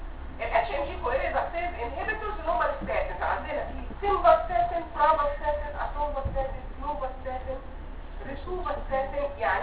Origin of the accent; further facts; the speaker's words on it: Egypt; ويمكن مش موجود لسه عندنا في مصر.